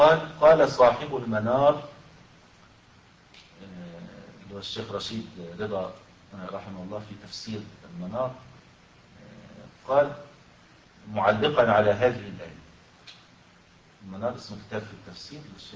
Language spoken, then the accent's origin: Arabic; Egypt; يحصل هذا أحيانا في الصعيد عندنا في مصر مثلا